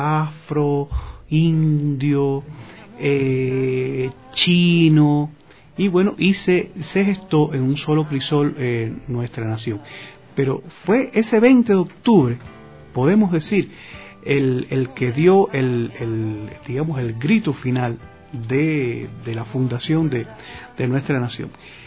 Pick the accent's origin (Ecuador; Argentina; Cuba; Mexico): Cuba; lo digo por experiencia propia como cubano, nosotros los cubanos hemos pasado con bastantes vicisitudes